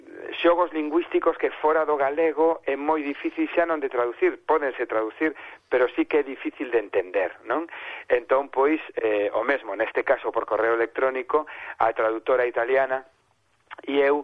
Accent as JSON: {"language": "Galician", "town": "Vigo", "region": "Galicia", "country": "Spain", "said": "ademais son de Vigo, e os de Vigo temos problemas con algúns verbos, o verbo ver, o verbo mirar, hai unha serie de verbos que confundimos."}